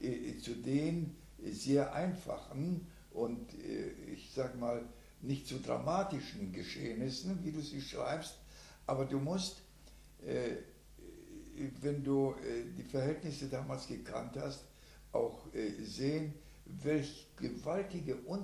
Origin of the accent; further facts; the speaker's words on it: Chorzów, Silesian Voivodeship, Poland; now in Germany; Ich bin, komme aus dem schlesischen Raum.